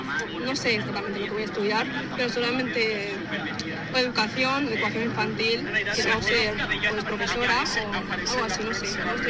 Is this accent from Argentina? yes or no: no; Morocco; Soy de Marruecos.